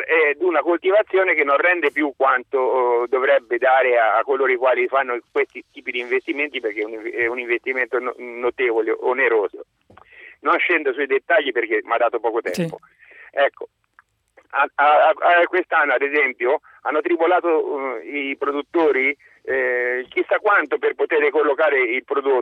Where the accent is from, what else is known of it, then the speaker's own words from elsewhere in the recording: Cortona, Tuscany, Italy; Dunque, io sono di Cortona, Val di Chiana, e sono agricoltore.